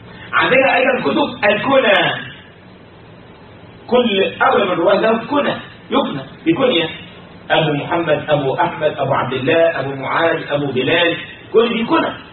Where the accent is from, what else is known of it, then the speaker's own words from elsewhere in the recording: Egypt; عندنا في مصر يقول بيدلعه